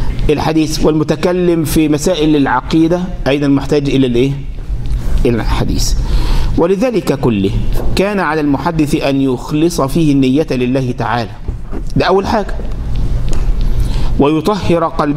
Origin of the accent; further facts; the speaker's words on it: Egypt; مش زي واحد عندنا في مصر